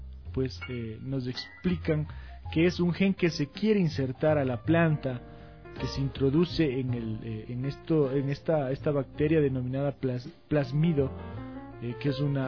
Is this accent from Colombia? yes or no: no; Ecuador; va a acabar con lo que somos nosotros como ecuatorianos, como latinoamericanos